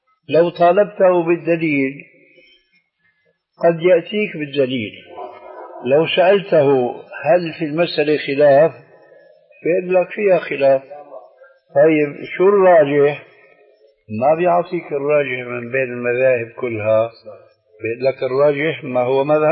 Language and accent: Arabic; Syria; لانه عندنا بسوريا بيقولوا العين مغرفه الكلام